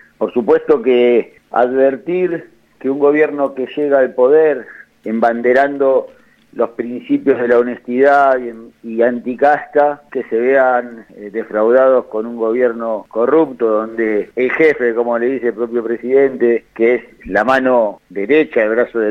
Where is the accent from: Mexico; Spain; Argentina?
Argentina; lamentablemente porque somos los argentinos los que lo padecemos, este gobierno viene en caída libre.